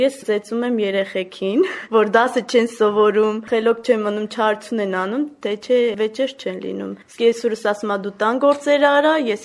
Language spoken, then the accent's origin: Armenian; Martiros, Vayots Dzor, Armenia; ես Վայքից եմ, ամուսինս Տիգրանավանից, Մարտիրոս գյուղից եմ ես։